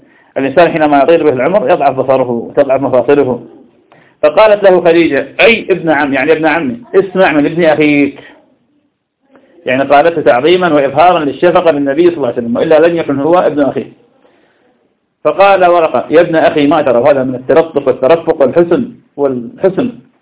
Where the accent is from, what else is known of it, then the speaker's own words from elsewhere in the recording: Ramadi, Al Anbar, Iraq; كان شاف عندنا في الرمادي